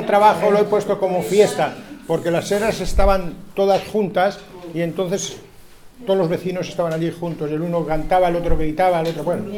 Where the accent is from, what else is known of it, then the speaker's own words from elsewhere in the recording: Castile and León, Spain; De un pueblo de Burgos, de al lado de Santo Domingo, al lado de Santo Domingo de Silos.